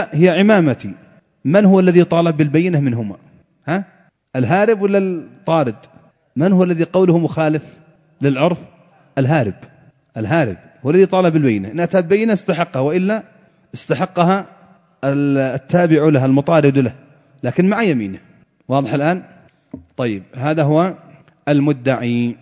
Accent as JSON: {"language": "Arabic", "country": "Yemen", "said": "فإذا كان المتنازع عليه مثلا عندنا في اليمن سلاحا آلي أو جنبية أو غترة"}